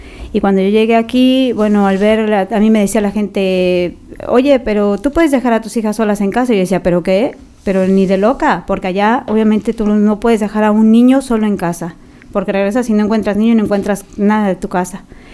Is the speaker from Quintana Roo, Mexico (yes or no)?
no; Guadalajara, Jalisco, Mexico; moved away; also born or lived in Mexico City; yo nací en la capital de México, pero desde muy pequeña emigré a Guadalajara, Jalisco